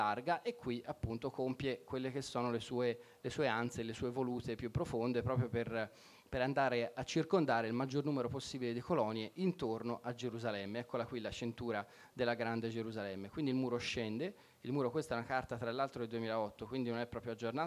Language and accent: Italian; Tuscany, Italy; per me almeno, che così, che io sono toscano e quindi mi ricorda, con tanti olivi, tante vigne, mi ricorda molto anche appunto la Toscana